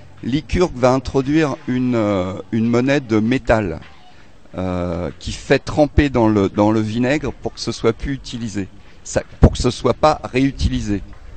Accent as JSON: {"language": "French", "town": "Montreuil", "region": "Île-de-France", "country": "France", "said": "je viens de Montreuil."}